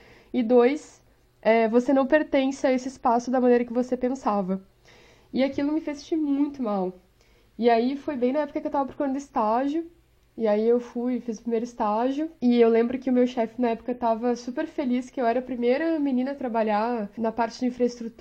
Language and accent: Portuguese; Porto Alegre, Rio Grande do Sul, Brazil; eu sou de Porto Alegre, então era inverno quando tiraram a foto